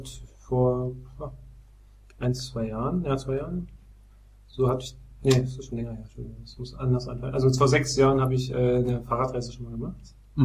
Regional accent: Bautzen, Saxony, Germany; Also meine erste wirklich kurze Reise hat begonnen mal in meiner Heimatstadt Bautzen. Also da komme ich her aus

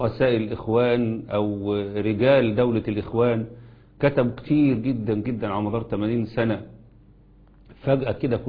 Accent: Egypt; ما يحدث عندنا في مصر

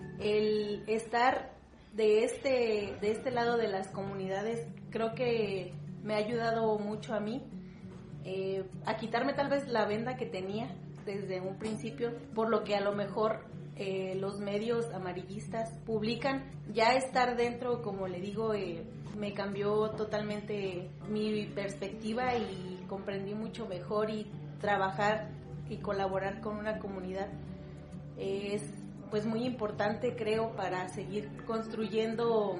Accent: Pátzcuaro, Michoacán, Mexico; soy de aquí de Pátzcuaro, Michoacán

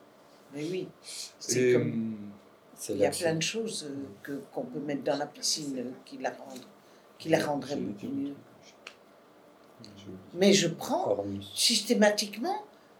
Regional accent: Hauts-de-France, France; Je suis du Nord.

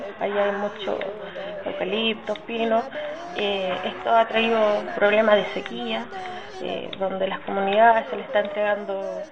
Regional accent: Nueva Imperial, Araucanía, Chile; soy de territorio de la Araucanía, específicamente la ciudad Nueva Imperial

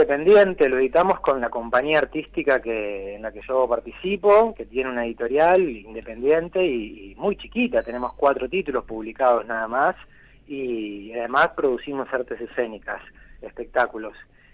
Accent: Bahía Blanca, Buenos Aires Province, Argentina; born there; Yo nací en Bahía, sí.

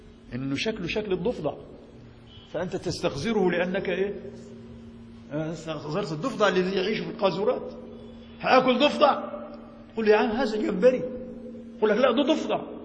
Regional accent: Egypt; كما ضربت مثال نحن مصريين، أنت مصري طبعا، لا نأكل الجراد

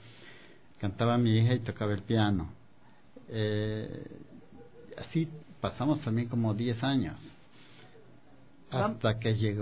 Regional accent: Chambo, Chimborazo, Ecuador; y también en mi tierra, en Chambo, está un poquito más allá de Riobamba, tierra de grandes músicos, artistas y poetas.

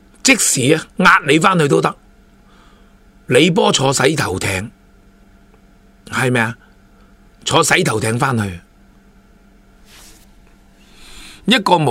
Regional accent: Hong Kong; 我哋香港人仲有意志力同你

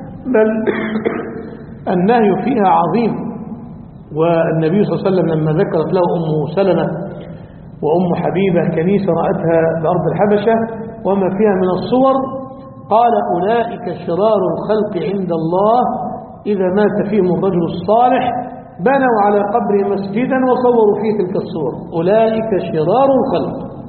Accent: Egypt; عندنا في مصر،

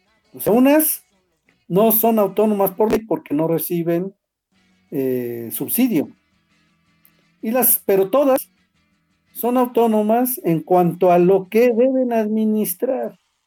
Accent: Mexico; Somos mexicanos, estamos regidos por una constitución, habitamos el mismo territorio

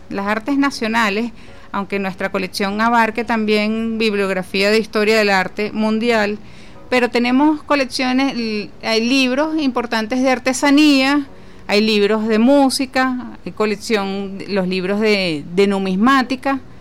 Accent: Venezuela; como venezolano, uno está como agradecido de todas las grandezas que nos puede mostrar el país

